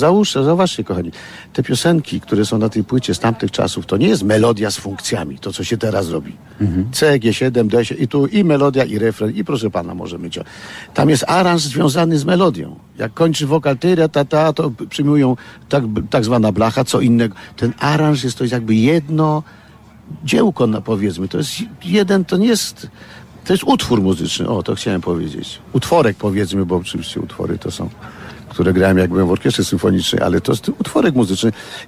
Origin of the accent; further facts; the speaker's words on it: Kraków, Lesser Poland, Poland; się urodziłem w Krakowie, dzięki temu, że się wychowałem wśród takich mistrzów batuty jak Wisłocki, Kręc, Kort, Missona